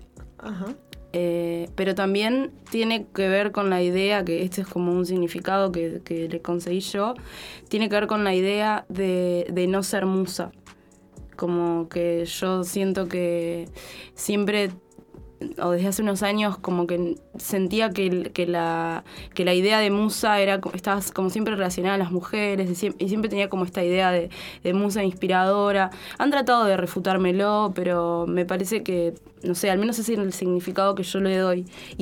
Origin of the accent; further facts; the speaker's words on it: Montevideo, Uruguay; also born or lived in Buenos Aires; Soy de acá, de Montevideo, pero también estuve viviendo en Buenos Aires un tiempo.